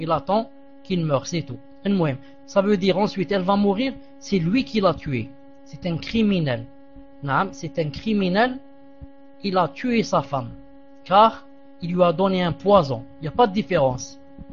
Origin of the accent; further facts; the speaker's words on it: Algeria; accent: Algerian Arabic; Et moi, je parle avec eux avec arabe dialectique comme l'arabe que je parle quand je suis chez moi en Algérie.